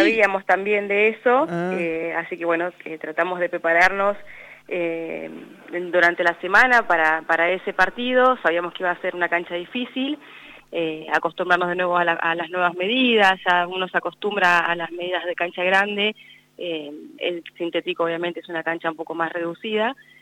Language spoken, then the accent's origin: Spanish; Bahía Blanca, Buenos Aires Province, Argentina; also born or lived in United States; now in La Pampa, Argentina; yo juego al fútbol hace 23 años, tengo 32. Yo mi primer pelota la toqué a los 8 años, yo soy de Bahía Blanca.